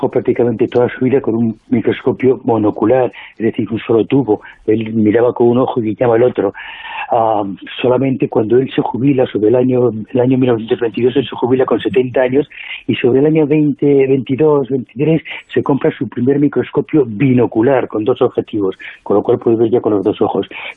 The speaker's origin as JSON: {"language": "Spanish", "country": "Spain", "said": "somos los mismos españoles los que no hacemos"}